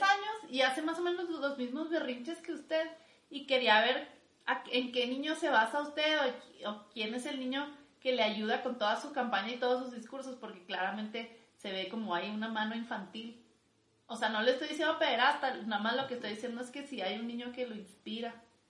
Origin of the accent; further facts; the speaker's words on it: Mexico; porque pues soy mujer y soy mexicana